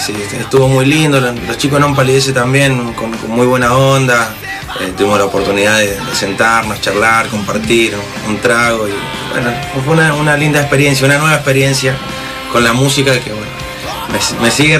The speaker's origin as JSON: {"language": "Spanish", "region": "Mendoza", "country": "Argentina", "said": "Venimos de Mendoza, che."}